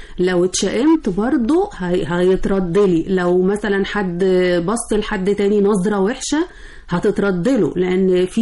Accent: Egypt; ونركز في بناء بلدنا. بلدنا مصر محروسة ليوم الدين

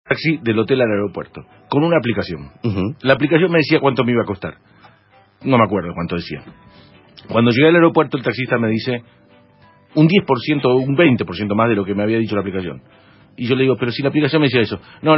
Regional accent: Argentina; No, no es que los argentinos somos extraterrestres, que hacemos todo mal. No. Venimos de algún lado.

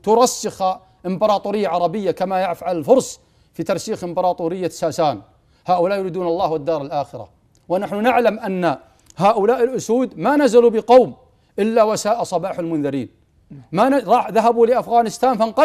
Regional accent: Saudi Arabia; لما يعني الدولة عندنا في السعودية والمجتمع يمسكون أبنائهم لئلا يذهبوا إلى العراق

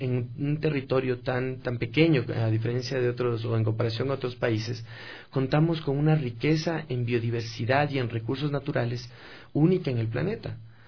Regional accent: Ecuador; Nosotros deberíamos interesarnos más como ecuatorianos en conocer lo que tenemos.

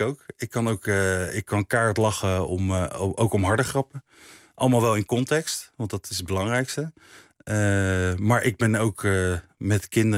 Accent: The Hague, South Holland, Netherlands; Ik ben opgegroeid in Laakkwartier in Den Haag. Een volkse wijk.

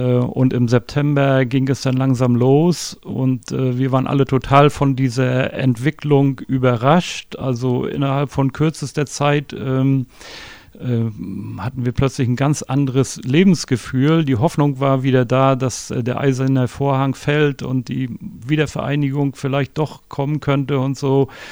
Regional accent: Stralsund, Mecklenburg-Vorpommern, Germany; Ich bin in Stralsund geboren und lebe auch seitdem dort

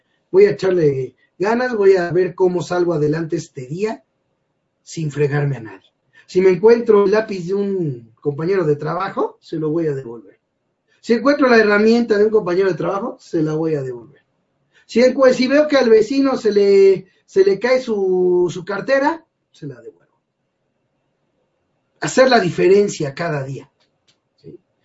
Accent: Mexico; yo no he visto una sola ganancia para mí como mexicano.

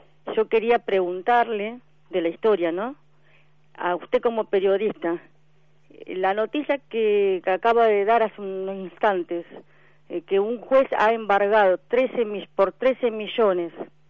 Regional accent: Argentina; yo como ciudadana argentina considero que yo soy una víctima de esta situación

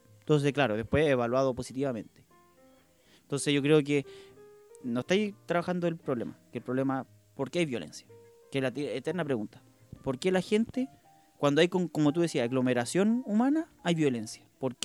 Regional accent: Melipilla, Santiago Metropolitan Region, Chile; Ya, yo seguía un equipo que era de mi ciudad, que era Melipilla. Deportes Melipilla.

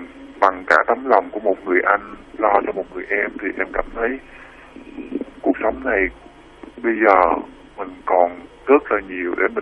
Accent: Sóc Trăng, Vietnam; now in Tây Ninh, Vietnam; Quê em ở tận Sóc Trăng.

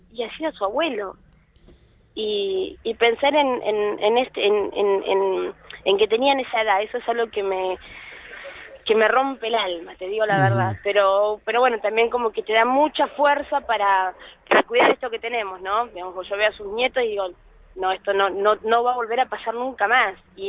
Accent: Argentina; nuestra identidad como argentinos

